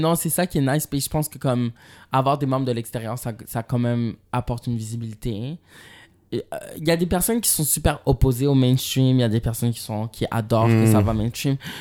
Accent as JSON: {"language": "French", "town": "Montreal", "region": "Quebec", "country": "Canada", "tie": "born or raised there", "said": "moi, j'ai grandi à Montréal."}